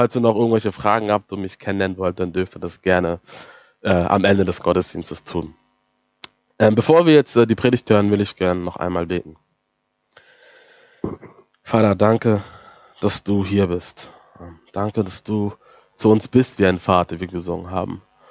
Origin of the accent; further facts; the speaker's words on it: Hamburg, Germany; Also ich bin aus Hamburg, dort groß geworden, geboren auch